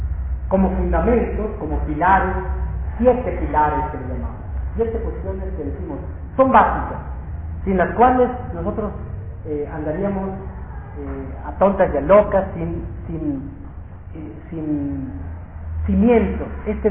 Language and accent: Spanish; Sinaloa, Mexico; yo soy de Sinaloa, y desde niños a nosotros, pues violencia y violencia, ¿no?